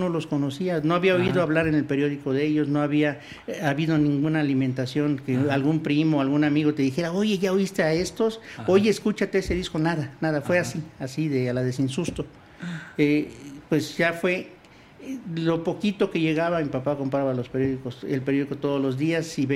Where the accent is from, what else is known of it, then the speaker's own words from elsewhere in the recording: Acapulco, Guerrero, Mexico; Sí, soy de allá de Acapulco, en Acapulco.